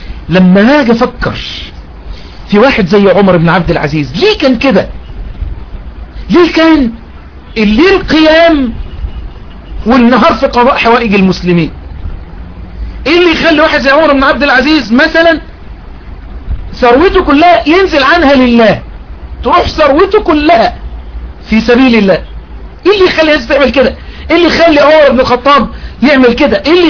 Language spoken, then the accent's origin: Arabic; Egypt; وأن يحفظ بلدنا مصر وسائر بلاد